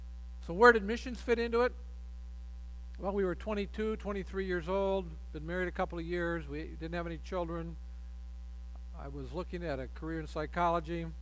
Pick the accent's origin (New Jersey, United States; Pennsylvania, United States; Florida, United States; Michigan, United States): Michigan, United States; We have a great marriage. We are both from Michigan.